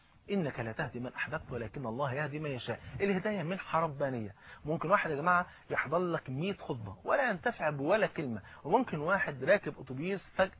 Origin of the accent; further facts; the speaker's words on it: Egypt; وزي ما بيقولوا المثل عندنا في مصر